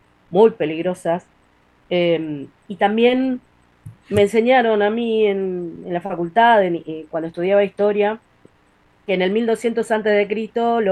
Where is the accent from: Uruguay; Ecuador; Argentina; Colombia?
Uruguay; me dio un gran orgullo como uruguaya